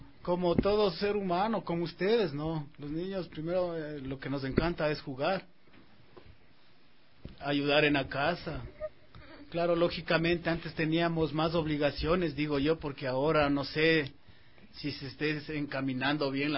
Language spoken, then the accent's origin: Spanish; Riobamba, Chimborazo, Ecuador; De hecho, yo soy de Riobamba.